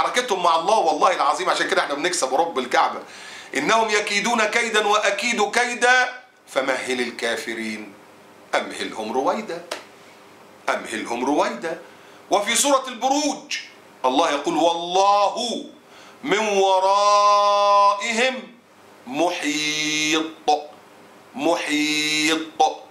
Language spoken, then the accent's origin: Arabic; Egypt; وفي دماءنا كمصريين